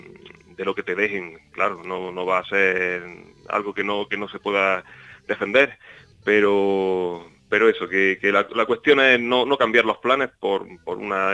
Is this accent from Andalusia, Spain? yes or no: yes; Alamedilla, Andalusia, Spain; Está cerca de aquí, de mi pueblo. Es en Alamedilla, el pueblo se llama.